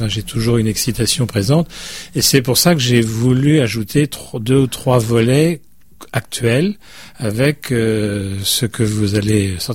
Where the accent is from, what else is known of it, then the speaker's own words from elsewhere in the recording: France; Moi, je viens de France, j'habite à côté de Lyon